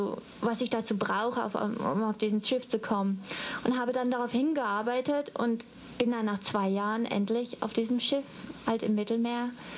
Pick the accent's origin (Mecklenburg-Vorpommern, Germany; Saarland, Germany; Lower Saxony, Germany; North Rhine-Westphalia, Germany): North Rhine-Westphalia, Germany; Dortmund; Also aufgewachsen bin ich in Dortmund, in Nordrhein-Westfalen